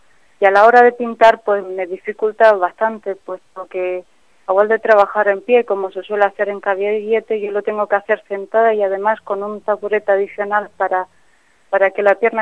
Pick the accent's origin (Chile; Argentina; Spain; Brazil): Spain; Barcelona, Catalonia; born there; now in Churriana de la Vega, Spain; Sí, nací en Barcelona, pero me siento granadina completamente.